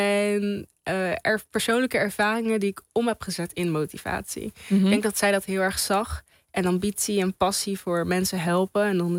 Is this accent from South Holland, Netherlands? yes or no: no; Apeldoorn, Gelderland, Netherlands; En ik ben in Apeldoorn geboren, opgegroeid.